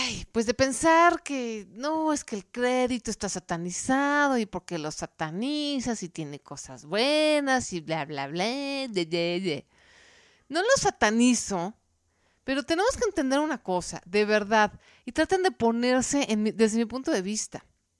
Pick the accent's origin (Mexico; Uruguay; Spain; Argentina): Mexico; es hacer que ya no pidamos prestado como mexicanos, como cultura